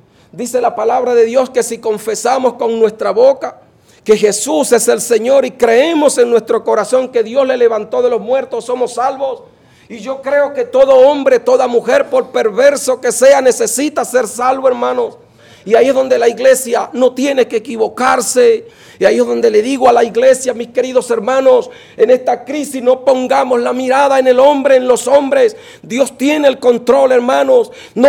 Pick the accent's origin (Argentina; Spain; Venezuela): Venezuela; ¿Cómo tener gozo como venezolano en medio de la crisis que estamos pasando?